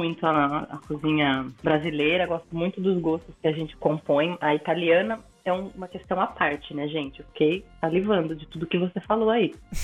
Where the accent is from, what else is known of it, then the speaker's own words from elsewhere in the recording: Japan; moved away as an adult; Eu cresci no Japão, vivi 20 anos lá.